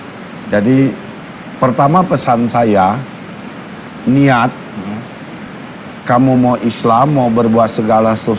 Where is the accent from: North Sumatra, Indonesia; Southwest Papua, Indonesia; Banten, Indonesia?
North Sumatra, Indonesia; Medan; Ada yang Ambon, ada yang Bangka, saya dari Medan.